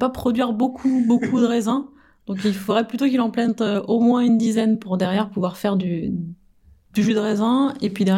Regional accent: France; Alors, en tant que bon français, on dirait faut favoriser le terroir.

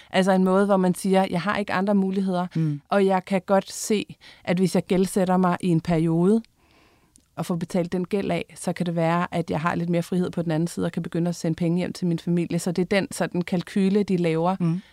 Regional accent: Jutland, Denmark; vi på en måde alle sammen er fra Jylland.

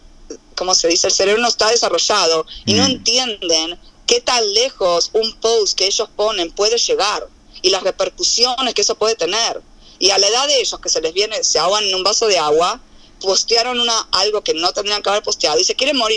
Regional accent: Argentina; al margen de que nosotros crecimos en Argentina distinto, pero es lo mismo

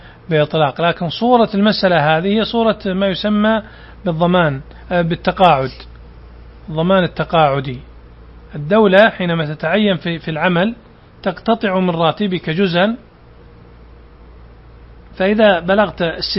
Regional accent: Saudi Arabia; هذا النظام عندنا في السعودية

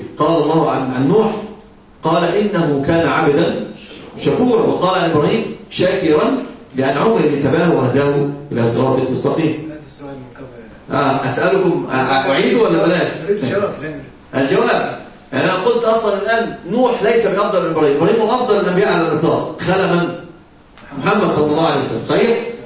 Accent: Egypt; عندنا في مصر مثلا يقال: كالهرة تأكل وتنكر.

